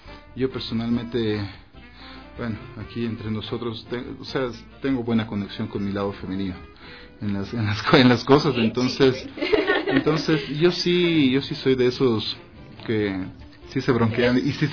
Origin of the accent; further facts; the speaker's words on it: Ecuador; also born or lived in Russia; Yo soy ecuatoriano